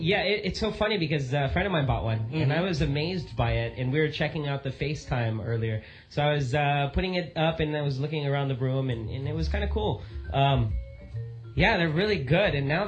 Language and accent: English; California, United States; I grew up in California, mm-hmm. and I'm American.